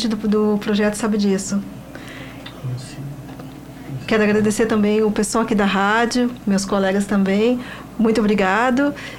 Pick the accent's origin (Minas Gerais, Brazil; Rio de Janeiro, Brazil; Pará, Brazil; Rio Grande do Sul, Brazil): Rio Grande do Sul, Brazil; Pelotas; Eu sou uma moradora, eu nasci e me criei aqui em Pelotas